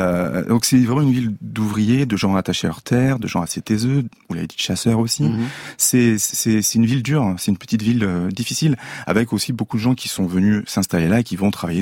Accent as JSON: {"language": "French", "town": "Toulon", "region": "Provence-Alpes-Côte d'Azur", "country": "France", "tie": "born or raised there", "said": "Oui. J'ai grandi à Toulon, à côté."}